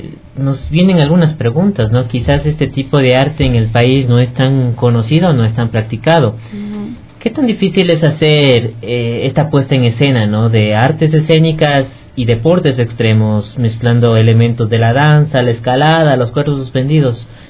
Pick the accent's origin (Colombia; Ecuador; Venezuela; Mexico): Ecuador; Estos datos creo que nos interesan como ecuatorianos conocer, ¿no?